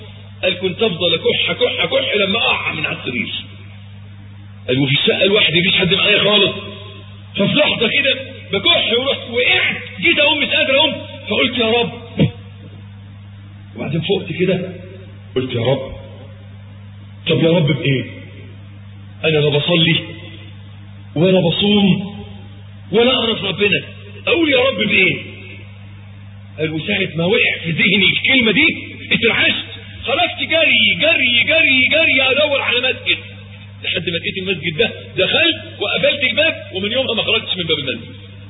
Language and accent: Arabic; Egypt; عندنا في مصر معلش تلاقي الواد الميكانيكي طول الأسبوع مزيت لابس العفريتة